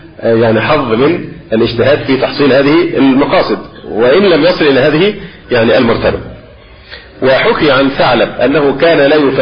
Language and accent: Arabic; Egypt; وربما الأمر هنا عندنا في مصر أخف في بعض البلاد